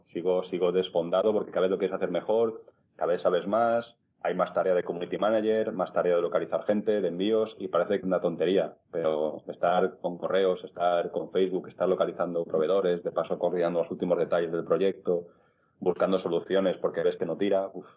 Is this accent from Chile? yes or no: no; Palma de Mallorca, Balearic Islands, Spain; he mencionado que soy de Palma de Mallorca, que resido aquí